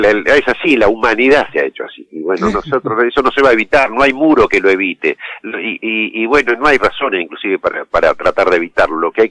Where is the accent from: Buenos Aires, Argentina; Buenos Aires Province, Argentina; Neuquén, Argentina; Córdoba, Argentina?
Neuquén, Argentina; Los que somos de la frontera, pero yo soy de Neuquén, de la Patagonia. Bueno, yo tengo, o sea, mi abuelo es chileno, por otro lado tengo familiares italianos